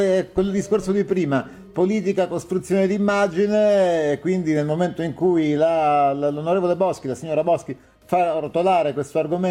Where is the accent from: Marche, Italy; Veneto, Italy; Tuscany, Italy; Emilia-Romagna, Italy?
Emilia-Romagna, Italy; Bologna; io sono di Bologna